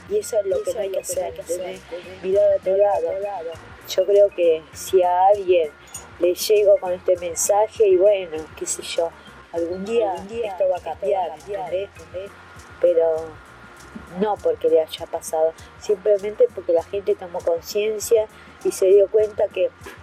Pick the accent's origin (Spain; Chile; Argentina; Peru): Argentina; Como somos todos los argentinos, egoístas.